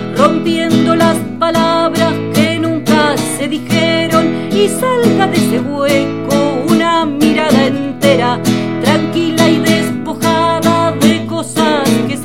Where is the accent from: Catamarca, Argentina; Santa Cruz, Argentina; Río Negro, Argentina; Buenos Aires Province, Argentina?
Buenos Aires Province, Argentina; Estoy en Mendoza en este momento, en mis visitas cotidianas, y soy de Buenos Aires, de provincia de Buenos Aires.